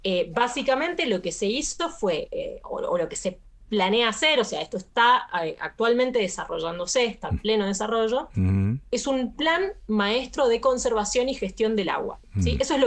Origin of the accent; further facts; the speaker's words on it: San Juan, Argentina; Yo soy sanjuanina